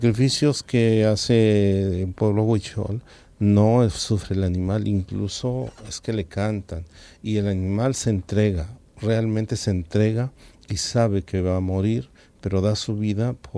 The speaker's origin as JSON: {"language": "Spanish", "country": "Mexico", "said": "Bueno, en mi país hay una cultura"}